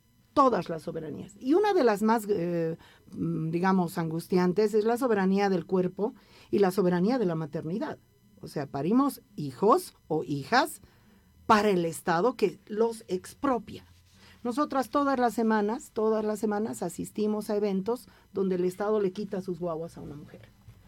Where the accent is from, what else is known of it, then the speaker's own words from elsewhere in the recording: Bolivia; desde este lugar que ocupo como lesbiana, como mujer, como boliviana, entre comillas.